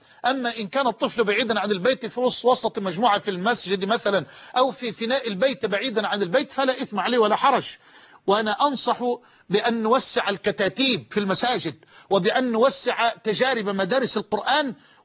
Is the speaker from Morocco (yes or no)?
no; Damuh, Egypt; في قريتنا المتواضعة الحبيبة قرية دموه. كنت في الكتاب عند الشيخ مصباح رحمه الله قد حفظت القرآن وأنا في 8 من عمري